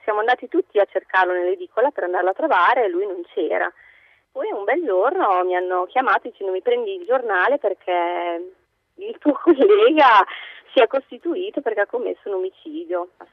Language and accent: Italian; Modena, Emilia-Romagna, Italy; Di Modena.